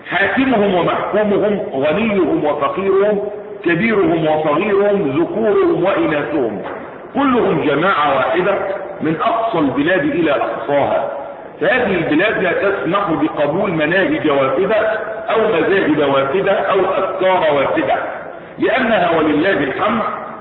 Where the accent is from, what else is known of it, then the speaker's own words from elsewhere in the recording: Egypt; احنا مصريين بس بنقول كلمه ايه الحق باذن الله تبارك وتعالى